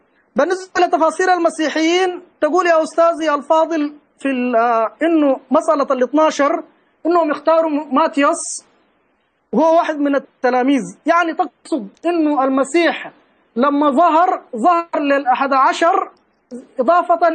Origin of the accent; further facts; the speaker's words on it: Sudan; ولا تحتاج إلى قراءة أو إلى درس عصر كما يقال عندنا في السودان